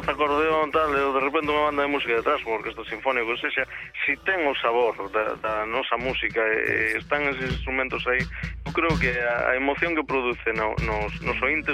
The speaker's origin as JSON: {"language": "Galician", "town": "Cambados", "region": "Galicia", "country": "Spain", "tie": "born or raised there", "said": "tamén participo de vez en cando coa banda de música do meu povo, a banda de música de Castrelo, de Cambados."}